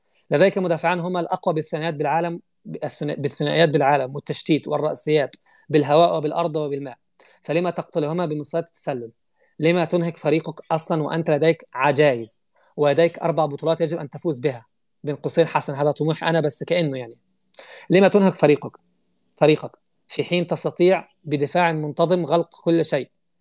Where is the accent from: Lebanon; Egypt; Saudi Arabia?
Egypt; انا مصري بقول الكلام ده.